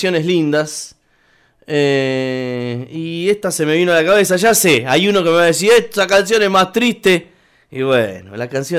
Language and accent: Spanish; San Martín de los Andes, Neuquén, Argentina; now in Buenos Aires, Argentina; cuando llegás a ese lugar en Buenos Aires y decís que sos de San Martín de los Andes, de la Patagonia